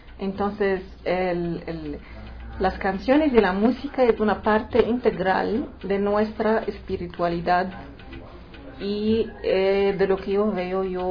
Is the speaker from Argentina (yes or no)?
no; Alexandria, Alexandria Governorate, Egypt; Mi ciudad natal es Alejandría, es una de las ciudades más famosas del mundo antiguo